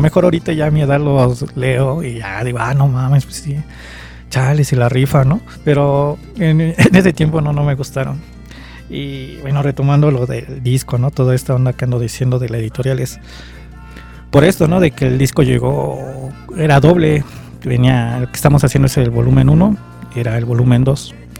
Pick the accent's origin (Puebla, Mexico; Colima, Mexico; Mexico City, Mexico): Mexico City, Mexico; Iztapalapa; pues yo también soy de Iztapa Salsa